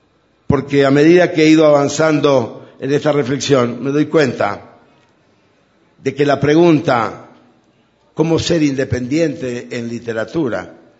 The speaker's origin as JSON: {"language": "Spanish", "region": "Chaco", "country": "Argentina", "said": "el Chaco, mi tierra, está llena de pelotudos, pero gilipollas no hay ni uno."}